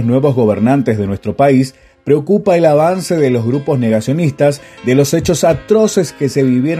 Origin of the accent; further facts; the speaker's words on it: Argentina; Como argentinos tenemos la responsabilidad en nuestras manos